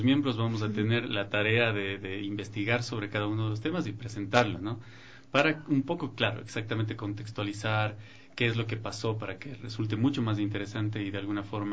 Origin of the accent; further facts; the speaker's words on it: Cuenca, Azuay, Ecuador; Mis papás tienen en Cuenca, yo soy de Cuenca, y mando un saludo a toda la gente de Cuenca.